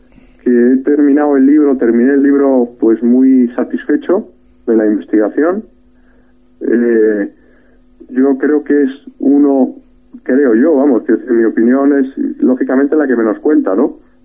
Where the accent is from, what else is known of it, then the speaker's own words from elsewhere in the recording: Spain; perdemos de vista que todos somos españoles y que tenemos que trabajar en el ideal de una patria común